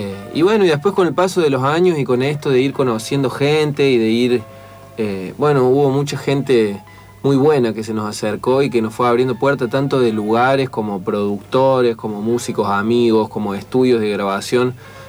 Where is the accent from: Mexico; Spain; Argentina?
Argentina; Río Tercero, Córdoba; now in Córdoba, Argentina; somos de Río Tercero, que es una ciudad del interior de Córdoba que es muy chiquita, que tiene muy poco movimiento cultural y artístico